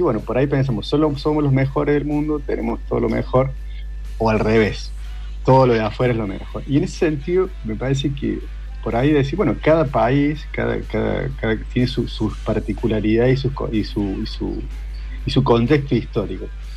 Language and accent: Spanish; Argentina; lo que aspiramos ser como argentinos.